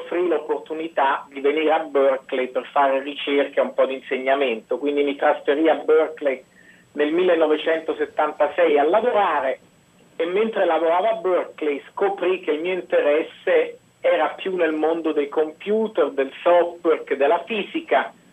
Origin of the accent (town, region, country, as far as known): Rome, Lazio, Italy; moved away as an adult; now in United States